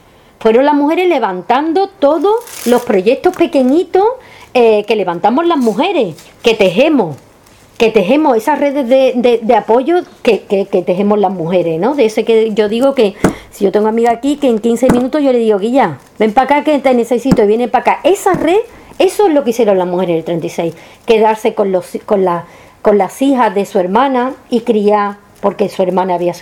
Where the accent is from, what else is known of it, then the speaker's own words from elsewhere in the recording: Carmona, Andalusia, Spain; Yo tuve la suerte, sabéis que soy de Carmona